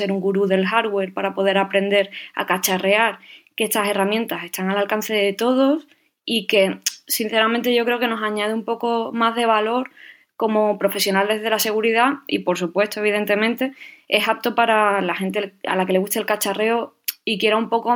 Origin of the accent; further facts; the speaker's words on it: Cádiz, Andalusia, Spain; born there; now in Madrid, Spain; tengo 31 años y nací en Cádiz. Creo que se puede notar un poco por el acento. Aunque, bueno, por motivos laborales vivo en Madrid.